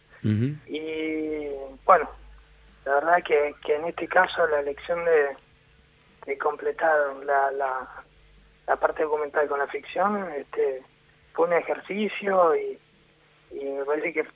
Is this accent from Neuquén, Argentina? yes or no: yes; Neuquén, Argentina; born there; mi padre se fue al sur, yo nací en Neuquén por eso